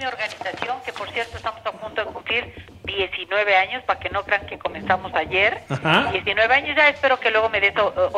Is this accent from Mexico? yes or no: yes; Mexico; Rescatemos este sentido de pertenencia que tenemos, sentido de identidad como mexicanos.